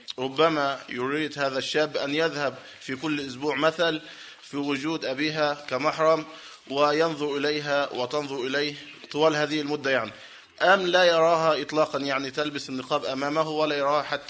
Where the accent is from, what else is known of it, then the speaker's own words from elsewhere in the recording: Egypt; ويوجد عندنا في مصر كثير من المساجد